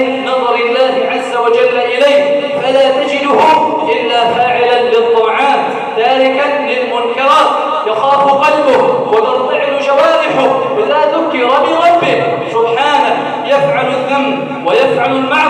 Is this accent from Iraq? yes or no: no; Egypt; اللهم إنا نسألك أن تجعل بلدنا مصر سخاء رخاء